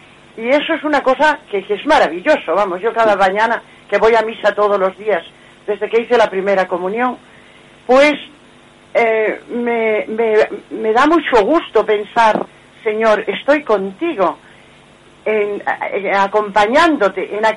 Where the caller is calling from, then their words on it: Madrid, Community of Madrid, Spain; de Madrid.